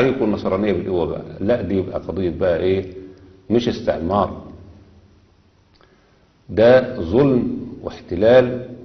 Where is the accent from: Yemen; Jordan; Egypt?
Egypt; اللي دخلوا عندنا في مصر